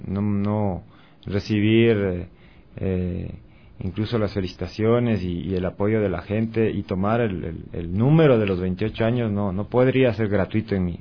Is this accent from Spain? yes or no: no; Latacunga, Cotopaxi, Ecuador; fue como músico invitado de una banda de rock clásico en mi ciudad, en La Tacunga, yo soy de La Tacunga